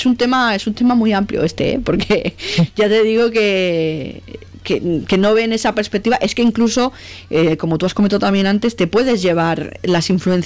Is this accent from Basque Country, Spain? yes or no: no; Catalonia, Spain; yo soy de Cataluña y le pasa lo mismo a las bandas de aquí de metal que cantan en catalán.